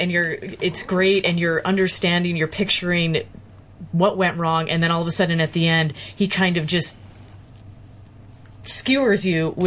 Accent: Chicago, Illinois, United States; I first encountered David Sedaris' work growing up in Chicago.

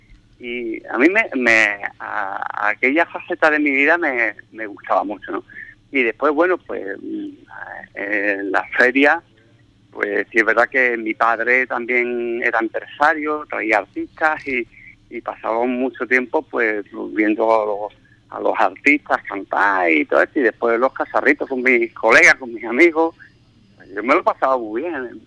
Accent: Ubrique, Andalusia, Spain; en mi pueblo, pues bueno, empezaré, supongo, a recordar pues toda mi infancia, porque mi infancia ha sido en Ubrique, sin duda.

